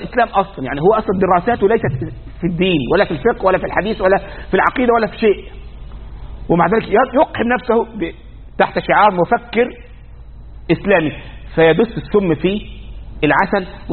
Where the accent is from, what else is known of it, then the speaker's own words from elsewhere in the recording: Egypt; أذكر عندنا في مصر